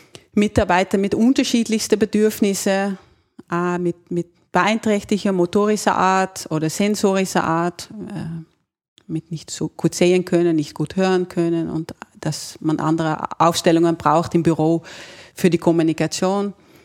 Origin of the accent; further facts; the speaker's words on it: Netherlands; accent: Dutch; German is a second language; moved away as an adult; now in Austria; habe in Holland Ergonomie studiert und ja, lebe seit 20 Jahren in Österreich und deshalb auch noch immer meinen Akzent, meinen holländischen Akzent